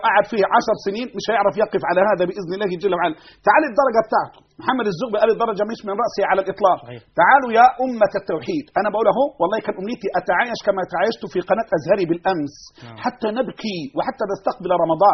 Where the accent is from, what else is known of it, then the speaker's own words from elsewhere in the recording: Egypt; أعوذ بالله أن أقول أنا مصري وأنت سعودي